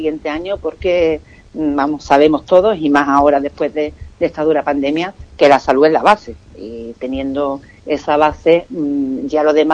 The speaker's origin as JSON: {"language": "Spanish", "town": "Ubrique", "region": "Andalusia", "country": "Spain", "said": "Así que yo le deseo a mi pueblo mucha salud y que sigamos también creciendo como personas y aportando, ¿no?, individualmente, pues, a la sociedad ubriqueña"}